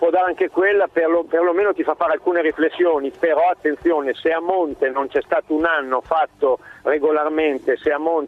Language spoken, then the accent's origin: Italian; Salsomaggiore Terme, Emilia-Romagna, Italy; io sono di Salso Maggiore Terme